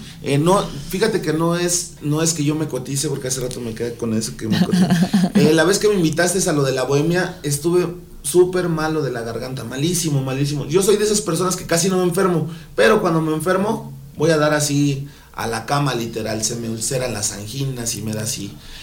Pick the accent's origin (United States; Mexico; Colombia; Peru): Mexico; Amecameca, State of Mexico; Nada más fui a nacer al extinto DF y me regresaron a mi pueblo.